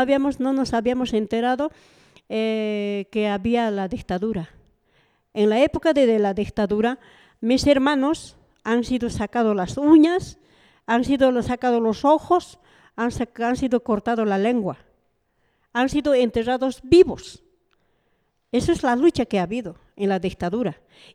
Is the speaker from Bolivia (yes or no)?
yes; Bolivia; Estados Unidos está protegiendo a los que lo robaron a mi país, a los que nos mataron en mi país